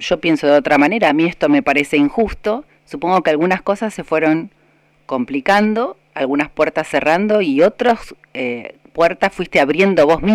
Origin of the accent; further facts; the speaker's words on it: La Pampa, Argentina; mirá, soy de La Pampa